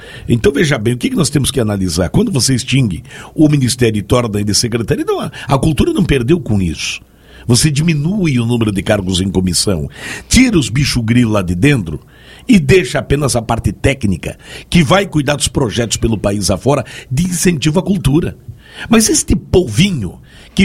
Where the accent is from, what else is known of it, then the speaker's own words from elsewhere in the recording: Brazil; eu, como brasileiro